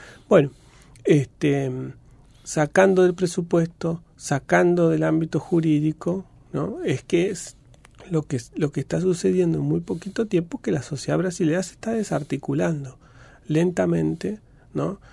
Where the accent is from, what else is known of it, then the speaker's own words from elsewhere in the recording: Argentina; desde el punto de vista de lo que por ahí nos interesa a nosotros como argentinos